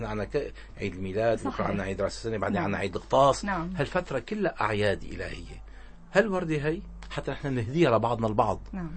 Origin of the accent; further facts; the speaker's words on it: Syria; أنا سوري وابن هالبلد وأفتخر بأني سوري